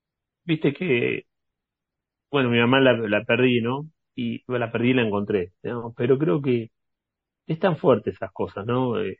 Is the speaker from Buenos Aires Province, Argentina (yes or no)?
yes; Quilmes, Buenos Aires Province, Argentina; born there; esta ciudad donde yo nací. Entonces nací en 1976 en una ciudad que tiene el nombre de indígenas que fueron confinados.